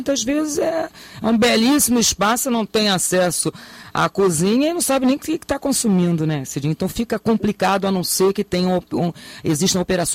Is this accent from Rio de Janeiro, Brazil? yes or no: yes; Niterói, Rio de Janeiro, Brazil; particularmente, eu sou de Niterói, posso até falar um pouquinho melhor.